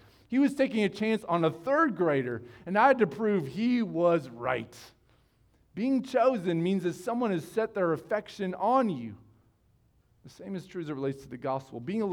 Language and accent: English; United States; I'm an American. I'll be fine here in the Congo.